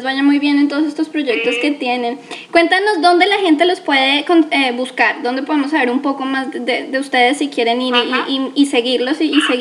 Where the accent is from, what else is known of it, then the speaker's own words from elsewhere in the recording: Colombia; Sí, soy colombiana, entonces habrá algunas palabras que tal vez no hayas escuchado.